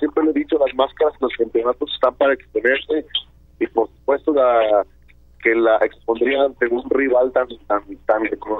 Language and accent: Spanish; Jalisco, Mexico; regresar a mi casa y pues qué más que como lo hacía antes, pues de Jalisco, ¿no? El sombrero y al estilo de aquí de mi tierra.